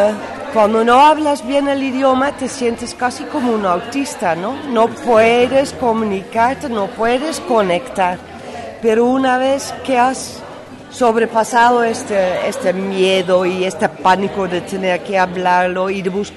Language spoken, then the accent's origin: Spanish; Netherlands; Spanish is a second language; now in Spain; Bueno, me siento muy holandesa, pero muy el mundo es mi casa.